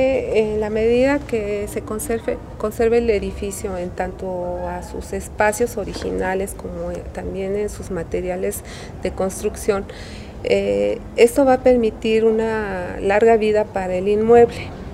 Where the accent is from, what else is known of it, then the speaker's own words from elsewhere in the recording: Xochimilco, Mexico City, Mexico; yo soy oriunda de Xochimilco.